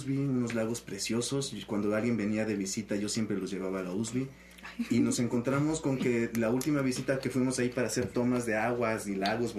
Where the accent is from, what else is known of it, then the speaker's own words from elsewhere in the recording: Mexico; Y nuestra identidad como mexicanos.